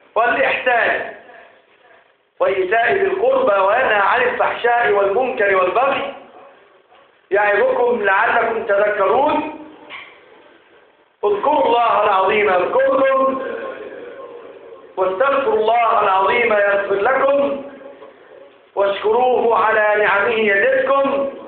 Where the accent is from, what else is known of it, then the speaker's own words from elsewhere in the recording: Egypt; اجعل بلدنا مصر بلدا آمنا سقاء رخاء وسائر بلاد المسلمين يا رب العالمين.